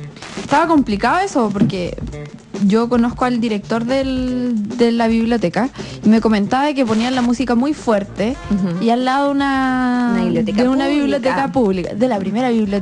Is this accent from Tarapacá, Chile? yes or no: no; La Cruz, Valparaíso, Chile; Pero yo no soy de Viña, yo soy de la Cruz City.